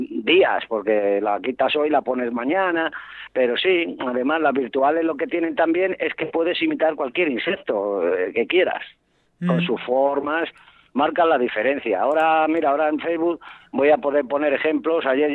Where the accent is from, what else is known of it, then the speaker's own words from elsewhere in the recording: Madrid, Community of Madrid, Spain; now in León, Spain; lo que no aprendí allí en Madrid, en mi tierra, cuando vine hace 33 años